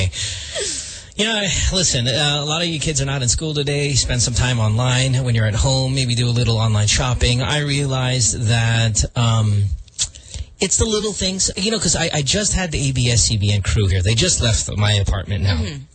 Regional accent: Central Luzon, Philippines; I mean, I spent 80% of my life in the Philippines. I should be a little bit more fluent in Filipino. I grew up in Bulacan

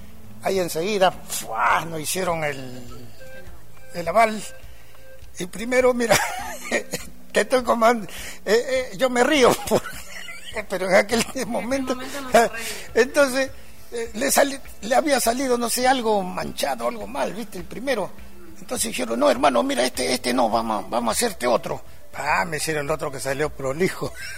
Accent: Argentina; para que ellos sepan de que acá también vivimos seres humanos y somos argentinos

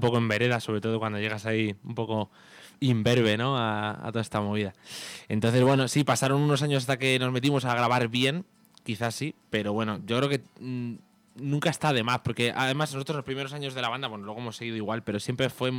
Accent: Alcalá de Henares, Community of Madrid, Spain; es que nosotros somos de Alcalá de Henares y Camarma es una localidad que está cerquita de Alcalá de Henares

